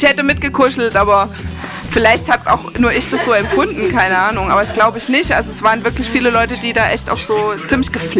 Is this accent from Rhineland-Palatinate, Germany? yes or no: yes; Rhineland-Palatinate, Germany; der kommt ja im Original auch daher, wo ich herkomme, und der hat auch so einen Pfälzer-Einschlag halt.